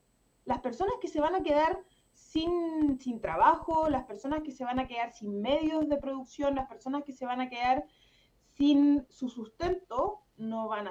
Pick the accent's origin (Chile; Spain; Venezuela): Chile; La Serena, Coquimbo; Yo particularmente soy del norte, yo soy de La Serena, una ciudad o una región también sumamente minera.